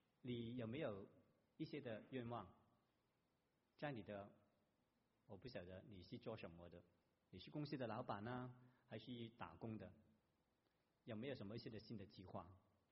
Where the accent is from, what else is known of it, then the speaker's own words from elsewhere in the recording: Guangdong, China; accent: Cantonese; Chinese is a second language; 我们广东话这个谎言就是大话